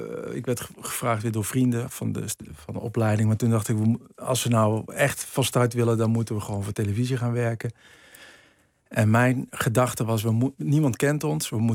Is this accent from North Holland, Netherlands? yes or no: no; North Brabant, Netherlands; Waar ik vandaan kom, in de buurt van Breda.